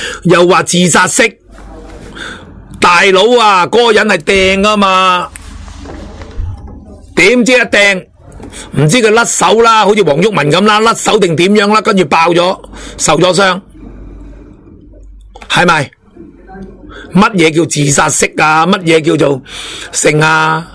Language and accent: Cantonese; China; 但系佢哋忘记咗，我哋系中国人